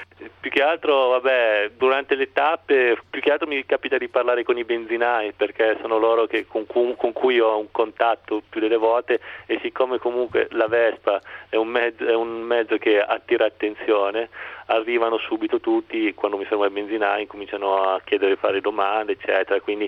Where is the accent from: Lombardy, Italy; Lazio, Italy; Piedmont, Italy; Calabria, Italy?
Lombardy, Italy; Milan; mi ha fatto un po' sentire a Milano, perché sono di Milano.